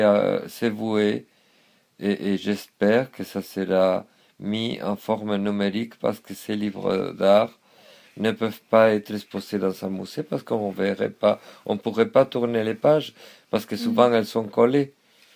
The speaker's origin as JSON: {"language": "French", "country": "Spain", "said": "c'était ma propre gitanité en tant qu'espagnol, ma propre judaïté en tant qu'espagnol."}